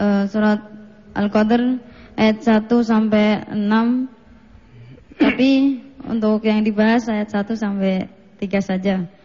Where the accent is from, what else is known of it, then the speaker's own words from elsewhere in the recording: Boyolali, Central Java, Indonesia; Boyolali.